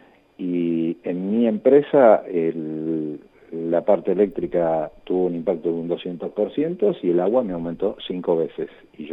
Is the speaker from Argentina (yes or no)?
yes; Lanús, Buenos Aires Province, Argentina; Nosotros en el distrito de Lanús, de donde yo soy oriundo, digamos, hace 60 años que vivo ahí